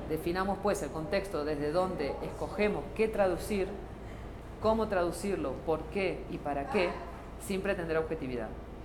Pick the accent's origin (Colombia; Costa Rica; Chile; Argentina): Argentina; now in Barcelona, Spain; yo vivo en Barcelona, aunque se nota que no soy, que soy argentina, pero bueno, vivo en Barcelona.